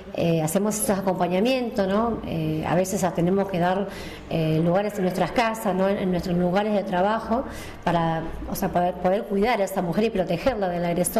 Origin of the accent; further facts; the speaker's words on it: Guernica, Buenos Aires Province, Argentina; soy de Presidente Perón, de Guernica.